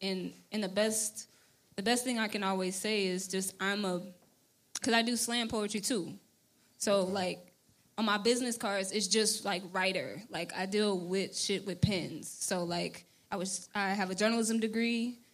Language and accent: English; Pleasant Grove, Texas, United States; So, like, I grew up in Pleasant Grove, actually.